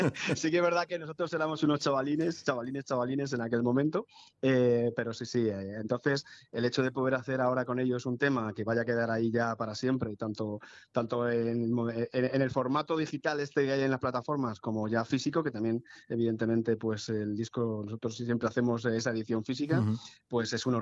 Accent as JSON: {"language": "Spanish", "town": "Madrid", "region": "Community of Madrid", "country": "Spain", "said": "En ese somos de Hortaleza"}